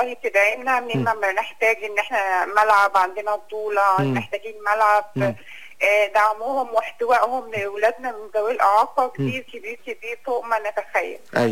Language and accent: Arabic; Egypt; لا لسه ما نزلش عندنا في مصر، لسه ما طبقش